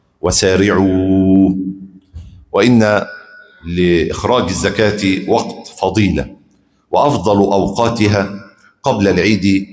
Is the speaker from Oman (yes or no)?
no; Egypt; ايه اكتر قوت عندنا في مصر؟